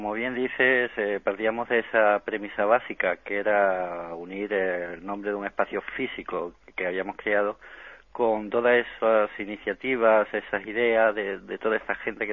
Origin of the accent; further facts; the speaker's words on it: Andalusia, Spain; born there; also born or lived in Galicia; yo, aunque andaluz de nacimiento, soy gallego de adopción